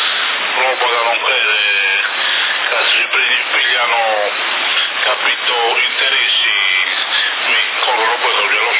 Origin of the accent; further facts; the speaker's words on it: Sassari, Sardinia, Italy; perché io sono nato a Sassari, ho fatto due anni di scuola media e poi geometri